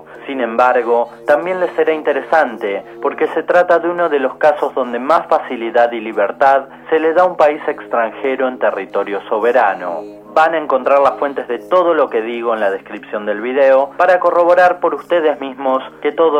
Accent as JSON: {"language": "Spanish", "country": "Argentina", "said": "Para los que somos de Argentina, este sitio es muy conocido"}